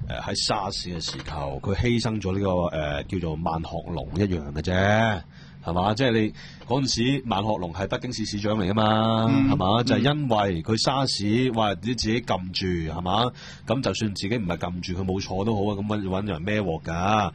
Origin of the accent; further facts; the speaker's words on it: United States; 關我哋美國人咩事啫？